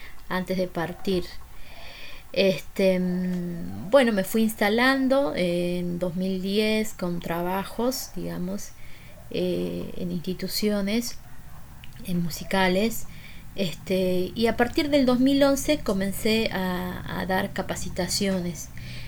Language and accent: Spanish; Jujuy, Argentina; moved away as an adult; Así que viajé a 1500 kilómetros de mi provincia natal.